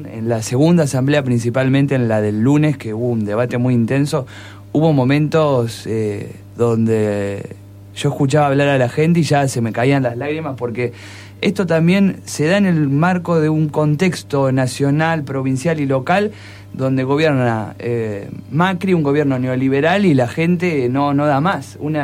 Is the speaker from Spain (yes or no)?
no; Balcarce, Buenos Aires Province, Argentina; yo me había ido el viernes a Balcarce, soy de Balcarce, me vine a estudiar